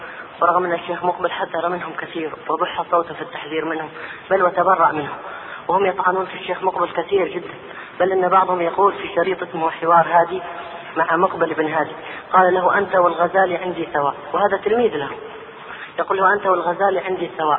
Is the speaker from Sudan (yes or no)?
no; Hadramaut, Yemen; رجل صوفي عندنا في حضرموت